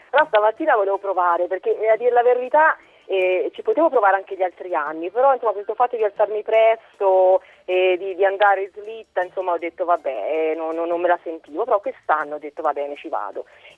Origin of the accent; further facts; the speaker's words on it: Tuscany, Italy; moved away; dalle mie parti in Toscana